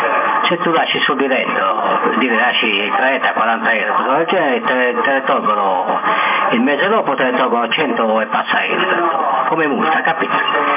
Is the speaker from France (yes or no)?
yes; Corsica, France; sono francese, dalla Corsica.